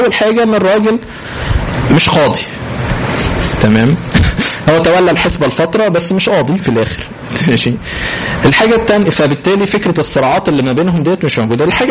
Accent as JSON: {"language": "Arabic", "country": "Egypt", "said": "طبعا انت عارفين عاداتنا كمصريين تمام، نشتم بعضنا"}